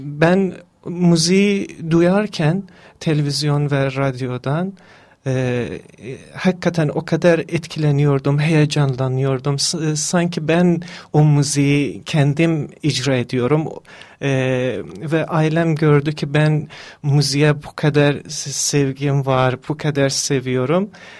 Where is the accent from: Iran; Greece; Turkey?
Iran; Mashhad, Razavi Khorasan; also born or lived in Ardabil; Ben İran Azerisiyim. Erdebil şehrinde doğdum ama 8 yaşımdan Meşet şehirde büyüdüm. Meşet şehirde İran'ın ikinci büyük şehridir. Orada büyüdüm.